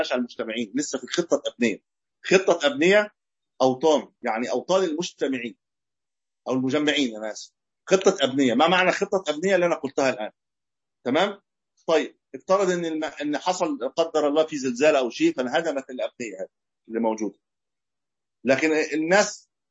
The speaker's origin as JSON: {"language": "Arabic", "country": "Egypt", "said": "زي عندنا في مصر الآن اللي فيها أسواق"}